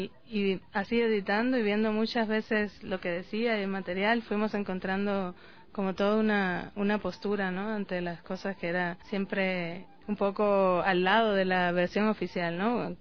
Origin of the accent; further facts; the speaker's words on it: Cuba; yo soy cubana, estudié en Cuba la licenciatura y también estudié en la Escuela de San Antonio de los Baños